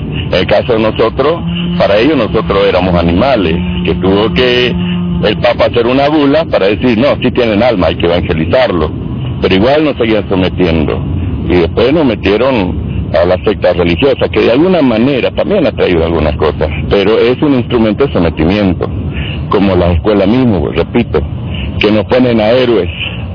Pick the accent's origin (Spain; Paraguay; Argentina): Argentina; Entonces, ahora que nosotros como argentinos defendamos lo que es nuestro